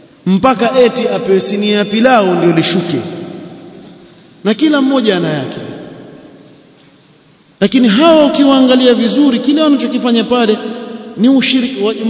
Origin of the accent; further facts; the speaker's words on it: Mombasa, Mombasa County, Kenya; kuna bwana mmoja kule kwetu kule Mombasa